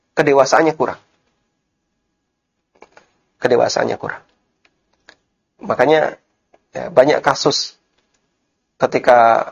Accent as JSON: {"language": "Indonesian", "town": "Lamongan", "region": "East Java", "country": "Indonesia", "tie": "born there", "said": "Ada di daerah Lamongan, Jawa Timur."}